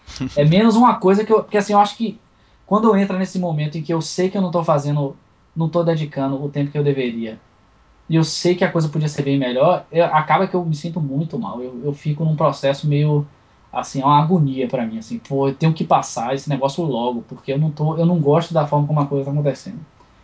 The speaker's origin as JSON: {"language": "Portuguese", "town": "Salvador", "region": "Bahia", "country": "Brazil", "said": "porque eu sou de Salvador, que é, eu posso dizer que eu acho que é o lugar mais africano fora da África do mundo."}